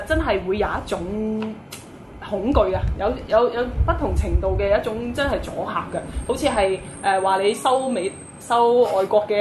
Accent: Macau; 知道邊一啲嘅人真係為我哋澳門人

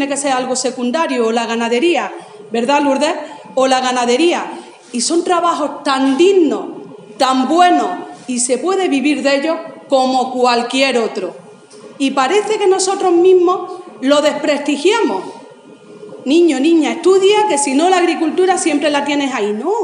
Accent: Andalusia, Spain; de los andaluces y de las andaluzas como españoles que somos.

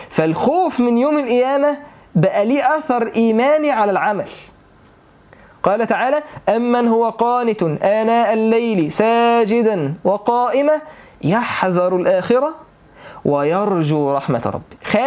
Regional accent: Mansoura, Dakahlia, Egypt; حضرت جنازه شباب في عندنا في المنصوره

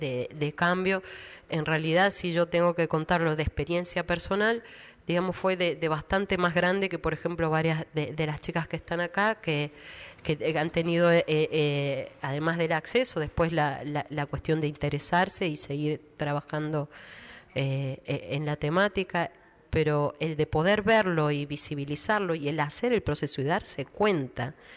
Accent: La Rioja, Argentina; Nosotras somos riojanas, nacimos acá con toda esta cultura.

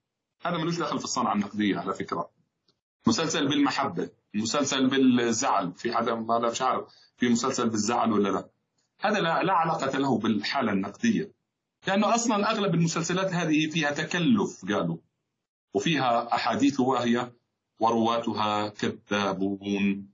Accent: Jordan; وطبعا بلدنا الحبيب الغالي بلدنا الأردن

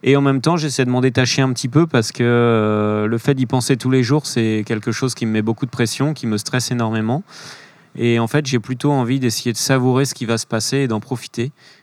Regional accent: Pays de la Loire, France; ma famille, j'ai grandi en Vendée, ma famille est en Vendée, j'ai cette maison qui m'appartient et qui est une maison que mon grand-père a construite.

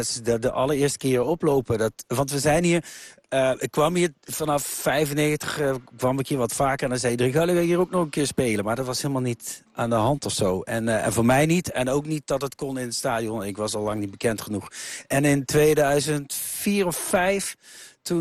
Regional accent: Lieshout, North Brabant, Netherlands; Ja, ik ben geboren in Lieshout. Dat ligt tussen Eindhoven en Helmond. Dus ik woonde hier 11 kilometer vandaan.

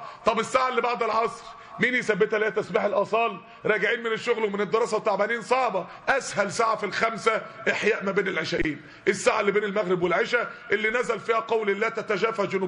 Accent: Mansoura, Dakahlia, Egypt; يعني احنا عندنا في المنصورة كان اصعب منكم على فكرة.

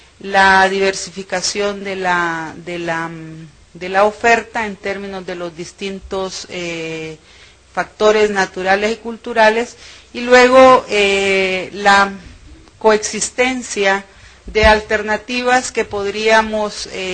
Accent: Honduras; en Centroamérica somos los segundos en turismo

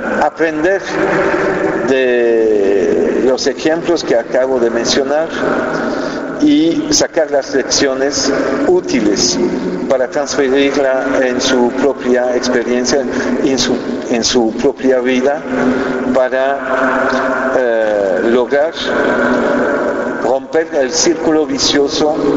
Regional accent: Belgium; No hay uno en España, no hay uno en Francia, en mi país Bélgica

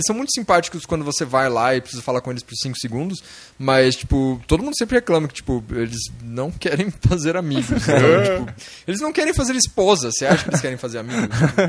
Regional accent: Brazil; Tipo, nossa, eu sou do Brasil, que engraçado que você tem.

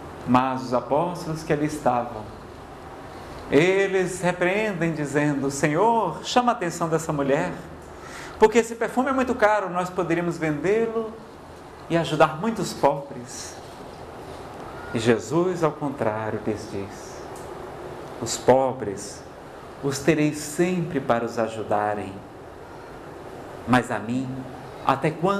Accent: Ceará, Brazil; Eu não sei se é porque eu sou do Ceará, pessoal, mas eu adoro tomar banho.

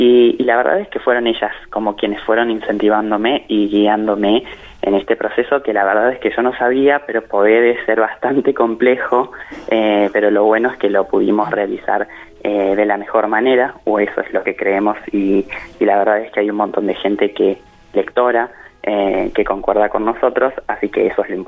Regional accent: General Acha, La Pampa, Argentina; una abuela de acá de la localidad de donde soy oriundo, de General Hacha

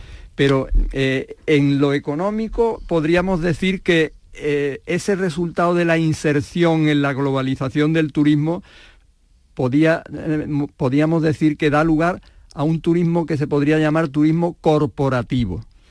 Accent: Andalusia, Spain; Que es lo que somos los andaluces, los camareros de Europa.

